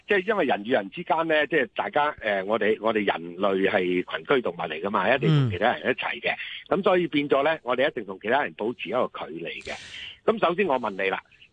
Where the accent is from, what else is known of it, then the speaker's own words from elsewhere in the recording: Guangdong, China; 譬如我哋廣東人成日都話講嘢好大聲噶嘛